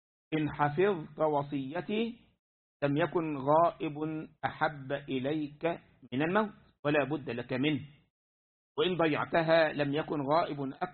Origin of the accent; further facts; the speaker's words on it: Egypt; كان عندنا في مصر من فترة